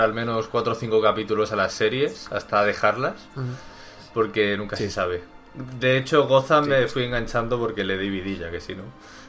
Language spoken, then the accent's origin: Spanish; Spain; Siendo española